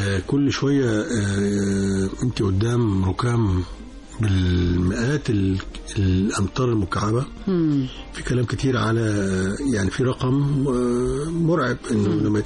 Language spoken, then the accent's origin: Arabic; Egypt; مش عشان أنا مصري ولا حاجة